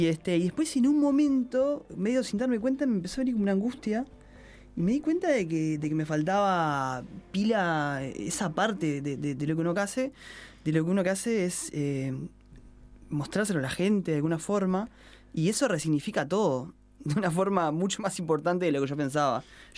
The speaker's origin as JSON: {"language": "Spanish", "region": "Montevideo", "country": "Uruguay", "said": "pasa que yo soy de Lezica y soy medio como muy canario con los barrios."}